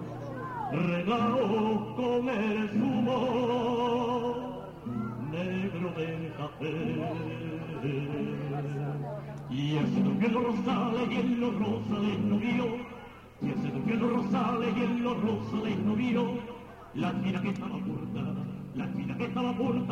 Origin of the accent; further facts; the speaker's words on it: Andalusia, Spain; aquí los andaluces es nuestra gracia, nuestro arte, nuestro talento, vamos. Que nosotros somos el cachondeo de España